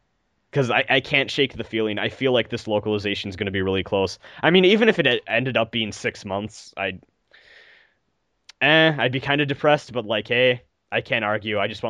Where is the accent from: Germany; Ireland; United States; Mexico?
Germany; English is a second language; I'm from Germany